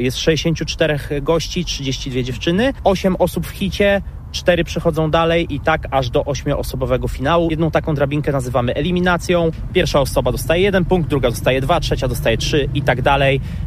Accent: Słupsk, Pomeranian Voivodeship, Poland; Jestem ze Słupska, wiadomo, to jest sport absolutnie numer jeden.

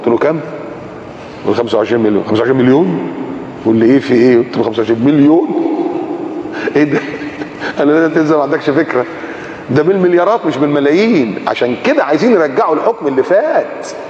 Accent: Egypt; احنا كمصريين كنا ما نقدرش نروح تركيا الا لما تروح السفاره وتاخد الفيزا من السفاره.

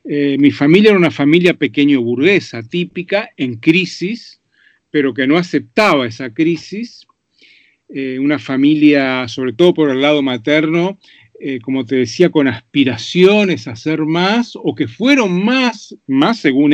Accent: Montevideo, Uruguay; born there; yo nací en Montevideo, efectivamente, en 1952, el año de la Guerra de Corea.

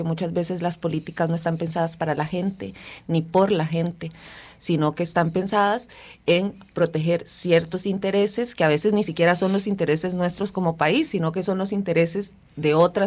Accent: Honduras; now in Costa Rica; voy a cumplir 22 años de estar en este país. Vengo de Honduras, ¿verdad?

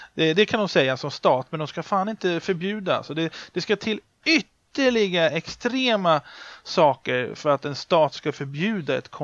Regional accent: Sweden; Jag är ju uppvuxen med filmcensuren i Sverige.

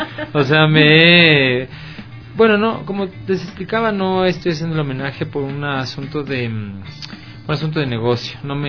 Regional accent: Ecuador; yo soy músico de Ecuador.

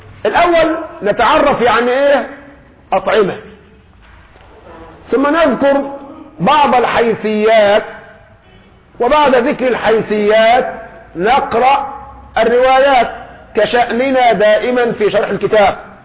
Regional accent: Egypt; نحن كمصريين الخبز على كل مائدة، في الفطار، في الغداء، في العشاء خبز

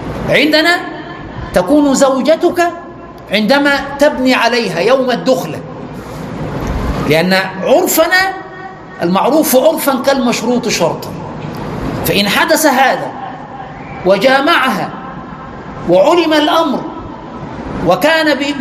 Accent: Egypt; يعني عندنا في مصر يعقدوا خلاص، خد سمة الزواج

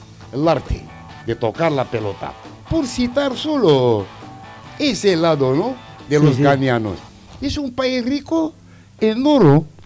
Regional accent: Algeria; En mi país, soy argelino, está saliendo el agua, el desierto a borbotones.

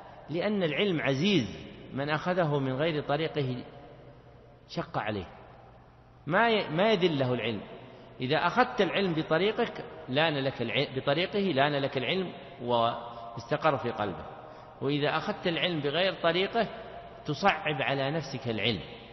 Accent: Riyadh Province, Saudi Arabia; يعني مثل ما يقول العوام عندنا في نجد

